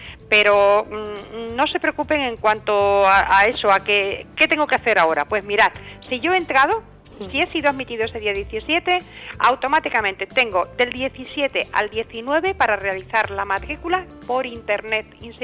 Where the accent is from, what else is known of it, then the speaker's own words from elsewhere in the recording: Extremadura, Spain; la posibilidad que me da la Junta de Extremadura como extremeño